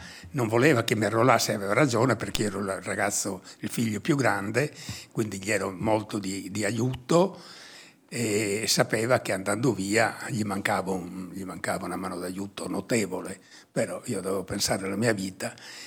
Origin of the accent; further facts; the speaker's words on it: Oliena, Sardinia, Italy; le condizioni di vita in quel periodo in Sardegna, io parlo del mio paese, di Oliena, era terribile, no?